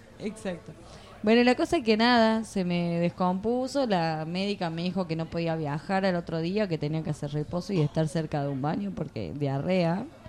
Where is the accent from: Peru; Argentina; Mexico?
Argentina; Jujuy; No, había ido porque soy Jujeña.